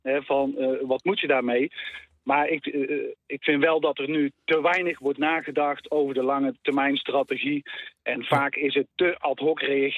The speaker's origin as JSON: {"language": "Dutch", "region": "North Brabant", "country": "Netherlands", "said": "Ik kom zelf uit Brabant."}